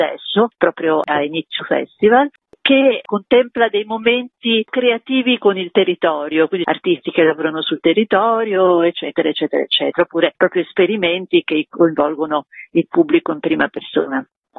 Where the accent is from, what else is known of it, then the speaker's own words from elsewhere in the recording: Genoa, Liguria, Italy; io sono genovese, cresciuta praticamente con i suoi disegni e con i famosi libri per bambini che lui fece tra gli anni 60 e gli anni 70.